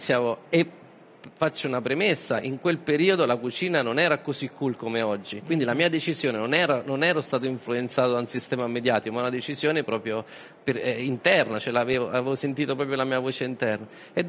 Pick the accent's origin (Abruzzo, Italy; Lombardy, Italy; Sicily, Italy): Abruzzo, Italy; Sì, da buona abruzzese.